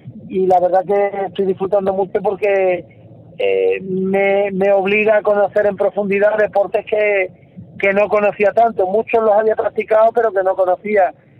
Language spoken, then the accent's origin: Spanish; San Roque, Andalusia, Spain; Lo que es la infancia en mi pueblo, en San Roque, como casi cualquier niño, jugando en el colegio.